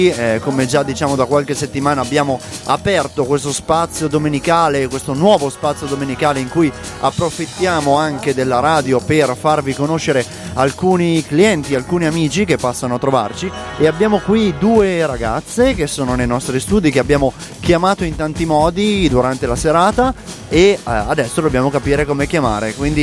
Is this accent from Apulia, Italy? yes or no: yes; Conversano, Apulia, Italy; siamo di Conversano e quindi dobbiamo conversare, appunto.